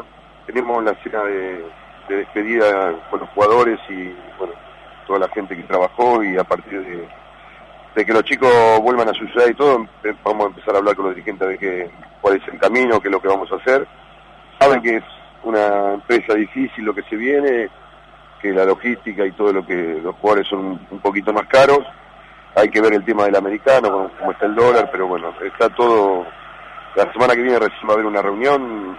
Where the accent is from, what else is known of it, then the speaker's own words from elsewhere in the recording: Chivilcoy, Buenos Aires Province, Argentina; born there; es mi club donde yo nací, de que soy hincha